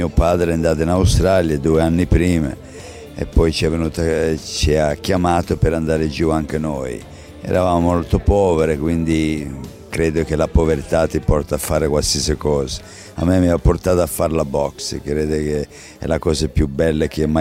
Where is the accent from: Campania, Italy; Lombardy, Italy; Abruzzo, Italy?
Abruzzo, Italy; Ripa Teatina; Nel mio paese voi sapete che anche il papà di Rocky Marciano è nato lì, e quindi Rocco Marciano … due Rocco, due RM, direi che un paesino talmente fortunato come Ripateatina non ci può essere.